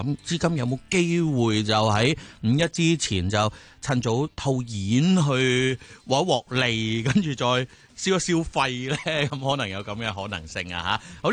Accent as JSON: {"language": "Cantonese", "country": "Hong Kong", "said": "作为一个香港人，我都感到骄傲同埋认叻嘅"}